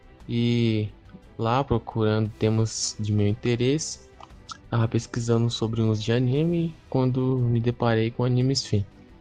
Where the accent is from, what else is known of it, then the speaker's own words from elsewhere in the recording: Goiânia, Goiás, Brazil; tenho 19 anos, sou de Goiânia, Goiás